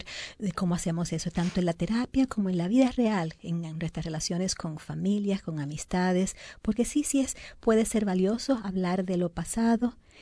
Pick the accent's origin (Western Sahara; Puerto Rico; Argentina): Puerto Rico; En mi país, en Puerto Rico, dicen lo que viene es lo que conviene.